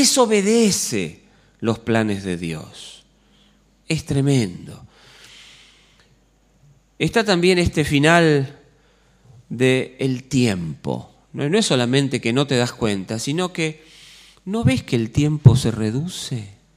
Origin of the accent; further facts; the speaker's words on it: Buenos Aires, Argentina; Soy un argentino que además vive en Buenos Aires, todo esto que me da identidad, pertenencia.